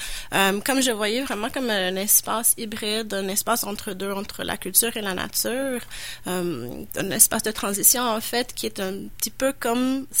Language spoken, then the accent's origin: French; Toronto, Ontario, Canada; je viens pas de Québec, je viens de Toronto.